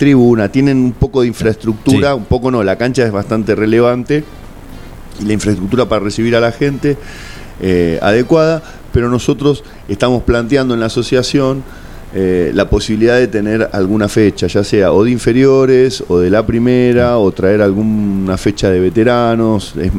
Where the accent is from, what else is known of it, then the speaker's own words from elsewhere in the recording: Buenos Aires, Argentina; para mí de que vengo de Buenos Aires, empezar un partido a las 9:30, 10, ya es tarde